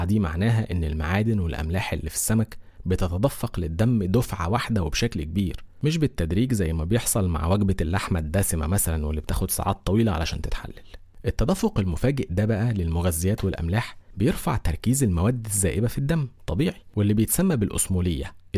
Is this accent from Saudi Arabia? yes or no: no; Egypt; وخصوصا عندنا في مصر